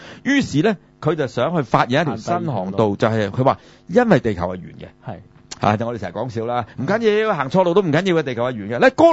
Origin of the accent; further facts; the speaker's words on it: China; 因為咁啊，我哋中國人從來都係咁噶啦